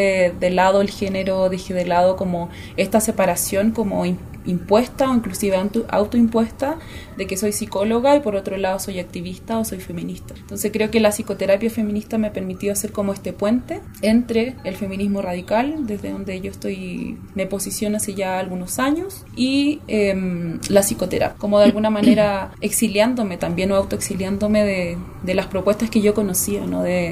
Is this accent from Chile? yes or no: yes; Chillán, Ñuble, Chile; soy chilena de nacimiento, chillaneja, siento que me representa un poco más cuando digo que soy chillaneja. Tengo 28 años